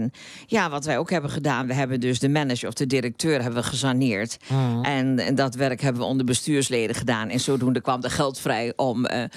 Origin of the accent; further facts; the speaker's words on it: Ootmarsum, Overijssel, Netherlands; toen noemde ik dat ik uit Ootmarsum kwam en dat ik daar het bedrijf had.